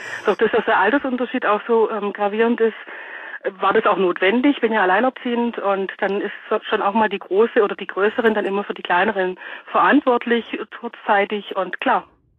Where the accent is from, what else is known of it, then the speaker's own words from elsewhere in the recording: Echterdingen, Baden-Württemberg, Germany; also born or lived in Kirchheim unter Teck; Ich komme aus Echterdingen, gebürtig in Kirchheim-Teck, aber ich bin Donauschwäbin.